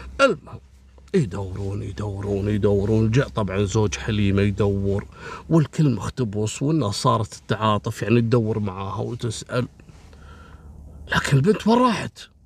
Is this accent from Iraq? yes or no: no; Kuwait; حتى عندنا في الكويت كثير تحصل سرقة الأغطية وتلقى المجاري مفتوحة